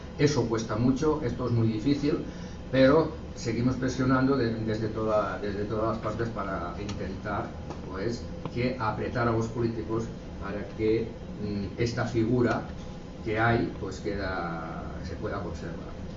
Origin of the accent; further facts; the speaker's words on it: Sant Boi de Llobregat, Catalonia, Spain; que solamente en San Boi, que es mi pueblo